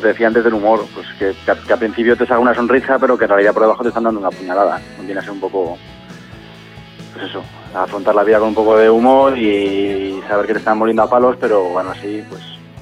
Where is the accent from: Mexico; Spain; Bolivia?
Spain; Cantabria; now in Madrid, Spain; yo que soy de Cantabria lo mismo